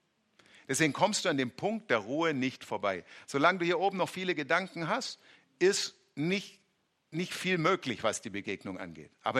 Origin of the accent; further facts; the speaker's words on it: Baden-Württemberg, Germany; Muss man aufpassen, als Schwabe klingt es so wie sehen.